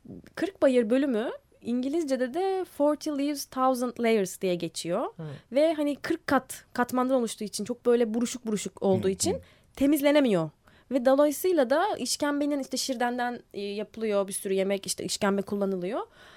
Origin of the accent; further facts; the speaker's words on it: Istanbul, Turkey; Hani orada ikamet ediyorum ama bir evim İstanbul. Sonuçta burada doğdum büyüdüm. Ama orada yaşıyorum şu anda.